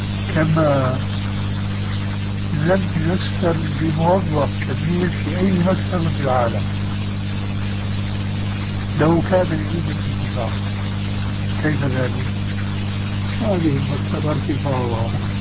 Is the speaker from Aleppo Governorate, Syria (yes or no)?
no; Damascus, Damascus Governorate, Syria; كما يقال عندنا في دمشق